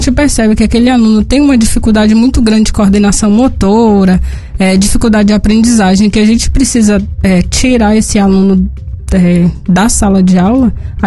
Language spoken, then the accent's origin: Portuguese; Setubinha, Minas Gerais, Brazil; also born or lived in Argentina / Brasília; Eu sou daqui de Setubinha.